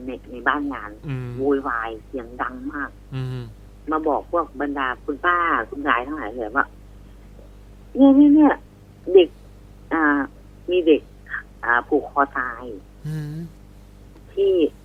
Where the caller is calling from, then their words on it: Buriram, Thailand; บุรีรัมย์ค่ะ